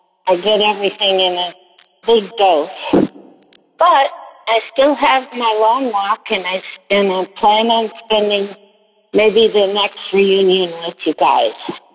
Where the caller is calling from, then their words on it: Newburgh, Indiana, United States; I was bound from Newburgh, Indiana, on Thursday, October the 4th, 2018, at 10:20 in the morning.